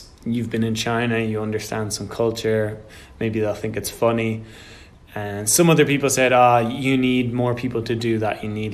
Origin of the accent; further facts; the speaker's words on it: Ireland; So, of course, I'm born and bred in Ireland. So most of my point of view is from my Irish culture, Irish background.